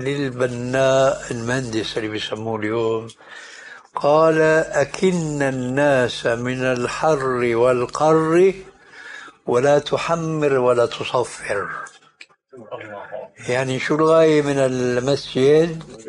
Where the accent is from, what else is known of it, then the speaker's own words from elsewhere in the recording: Syria; هذه عندنا في الشام تسمى بالصاية